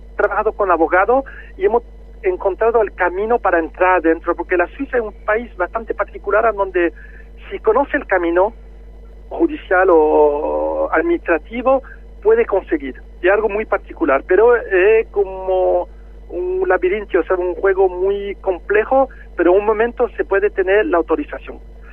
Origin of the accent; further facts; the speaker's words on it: Spain; now in Switzerland; yo soy español de origen, y es una cosa que me toca particularmente porque mis padres son emigrantes españoles y a nosotros en los años 60, cuando he llegado en Suiza, era muy difícil.